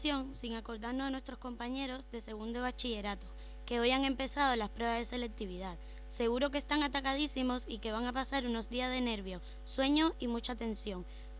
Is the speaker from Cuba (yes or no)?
yes; Cuba; hoy vamos a hablar sobre cómo disfrutar unas tan merecidas vacaciones en mi país, Cuba